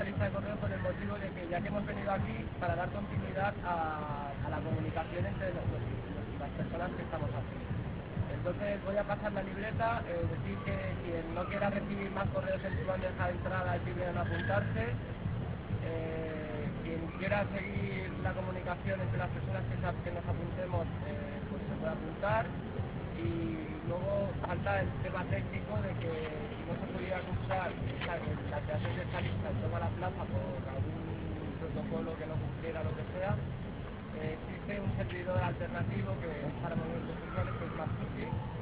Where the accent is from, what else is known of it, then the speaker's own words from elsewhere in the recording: Barcelona, Catalonia, Spain; de Barcelona.